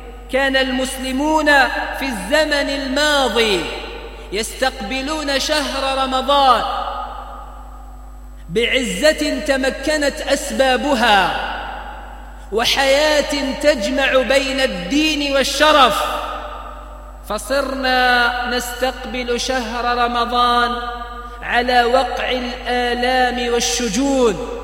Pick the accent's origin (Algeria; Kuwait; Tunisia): Algeria; أن يجعل بلدنا الجزائر آمناً مطمئناً